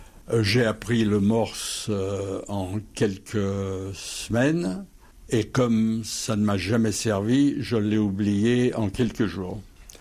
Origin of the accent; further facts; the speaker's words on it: France; Mais je suis français, qu'est-ce que je vais faire dans l'armée américaine ?